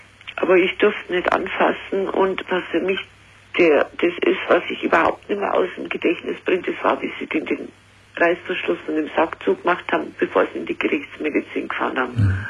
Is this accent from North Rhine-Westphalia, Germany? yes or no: no; Waldkraiburg, Bavaria, Germany; Ich komme aus Waldkreiburg. Das ist zwischen München und Altötting.